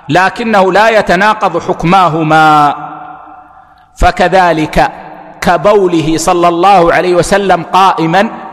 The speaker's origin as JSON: {"language": "Arabic", "country": "Kuwait", "said": "مثل عندنا في الكويت هنا ما يلبسون العمامة المكورة"}